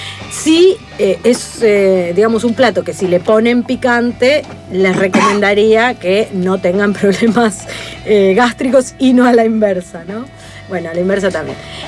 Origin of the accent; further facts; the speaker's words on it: Argentina; soy cuarta generación argentina, pero dale, soy rubia, soy polaca.